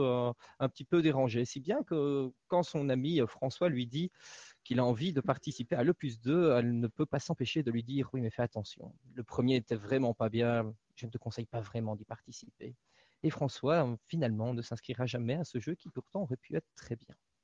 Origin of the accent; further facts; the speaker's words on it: Belgium; Et je viens de Belgique.